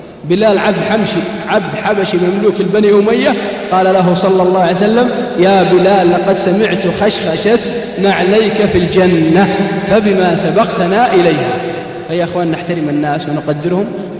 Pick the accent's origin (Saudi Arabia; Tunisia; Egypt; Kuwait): Saudi Arabia; Al-Qassim; إذا صار مثلي أسمر عندنا بالقصيم يسمونه عبيد